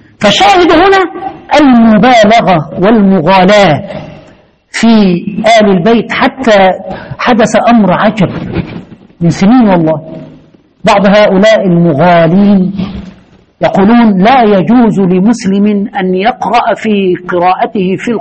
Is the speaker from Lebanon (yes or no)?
no; Egypt; زي ما زمان في عندنا في مصر في واحد اسمه الفتوة